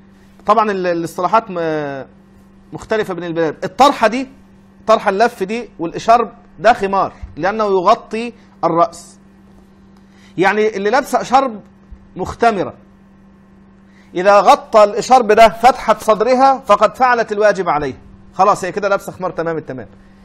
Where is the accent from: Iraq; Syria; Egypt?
Egypt; الكلام ده في مصر صعب جدا الناس تفهمه، انا مصري وعارف انا بقول ايه